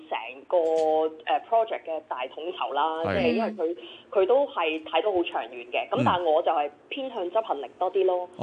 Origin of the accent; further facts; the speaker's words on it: Hong Kong; 如果我哋講緊亞洲市場，我哋香港人係偏保守嘅